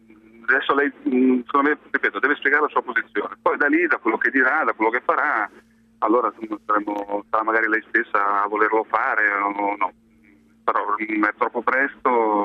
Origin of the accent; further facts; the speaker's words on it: Genoa, Liguria, Italy; lo dico da genovese che è ferito per quei giorni lì